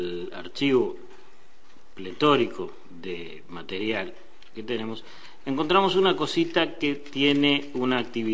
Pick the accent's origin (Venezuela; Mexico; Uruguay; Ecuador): Uruguay; y esto ya lo digo como uruguayo